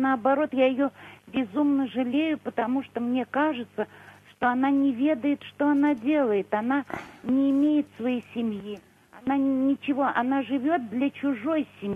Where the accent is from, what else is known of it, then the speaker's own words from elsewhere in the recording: Moscow, Russia; Мы старые москвичи, очень древние москвичи